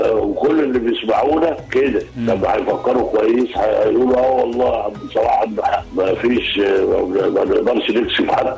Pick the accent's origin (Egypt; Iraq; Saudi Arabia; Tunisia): Egypt; فعلا بقول لهم كمصري يعني الورق ورقنا